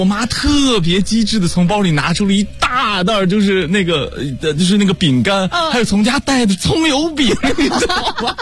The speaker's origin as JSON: {"language": "Chinese", "region": "Henan", "country": "China", "said": "因为我们家是河南的"}